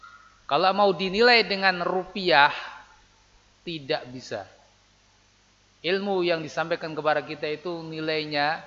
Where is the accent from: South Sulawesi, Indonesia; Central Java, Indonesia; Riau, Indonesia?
Central Java, Indonesia; Temanggung; saya dari Temanggung enggak tahu kondisi sini. Tapi sama, di Temanggung juga begitu.